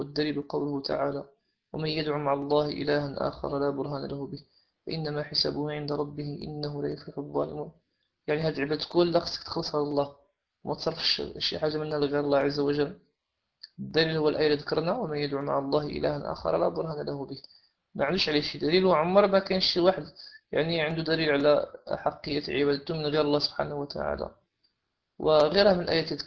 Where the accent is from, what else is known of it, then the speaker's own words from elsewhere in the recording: Morocco; السادات اللي عندنا في المغرب